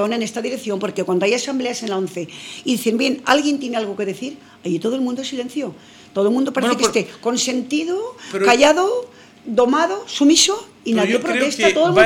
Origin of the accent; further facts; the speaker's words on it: Burgos, Castile and León, Spain; En Burgos, yo soy de Burgos